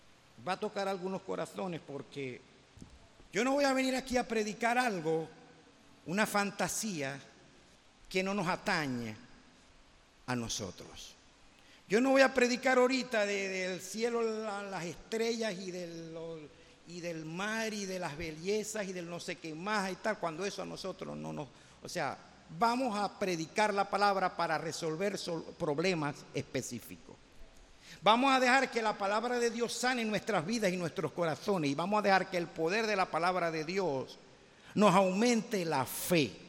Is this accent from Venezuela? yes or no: yes; Venezuela; yo no creo que la solución de los problemas de Venezuela vengan por políticos